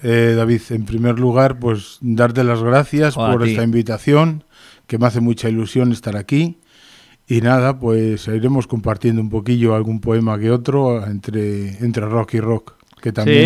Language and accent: Spanish; Las Navas del Marqués, Castile and León, Spain; now in Sierra Norte de Madrid, Spain; y que es de las Navas del Marqués Ávila, con mucho orgullo, porque bueno, pues me encanta mi tierra, me encanta mi gente. Por circunstancias llevo aquí 5 años ya, 6 años en la Sierra Norte de Madrid.